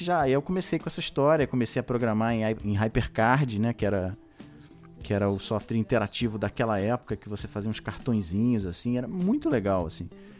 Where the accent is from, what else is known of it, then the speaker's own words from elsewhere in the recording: Rio de Janeiro, Brazil; Sou carioca também.